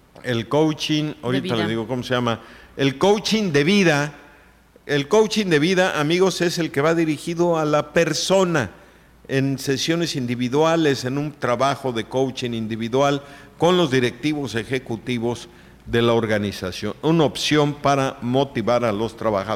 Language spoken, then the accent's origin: Spanish; Oaxaca, Mexico; pues sí, pues soy oaxaqueño